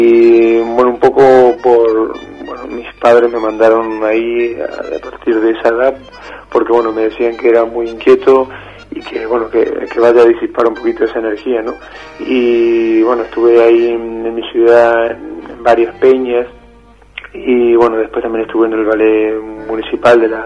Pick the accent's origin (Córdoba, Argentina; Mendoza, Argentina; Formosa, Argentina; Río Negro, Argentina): Formosa, Argentina; moved away; Soy de la ciudad de Formosa, de la capital de, bueno, de la provincia, y estoy acá hace 7 años.